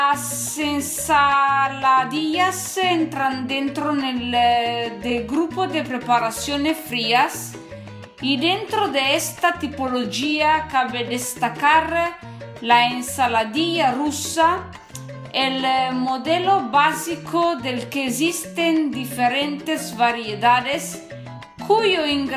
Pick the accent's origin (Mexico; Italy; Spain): Italy; northern Italy; Spanish is a second language; soy italiana del norte de Italia. Estudio español, perdóname si voy a hacer un poco de mala pronunciación.